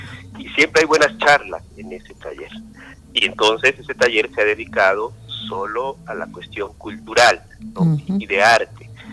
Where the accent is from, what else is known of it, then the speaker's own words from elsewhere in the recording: Oaxaca, Mexico; also born or lived in Mexico City; soy oaxaqueño, viajo a estudiar al DF, trabajo en algunas imprentas con algunos grandes maestros del diseño gráfico en México, y decido regresar a Oaxaca, a mi estado natal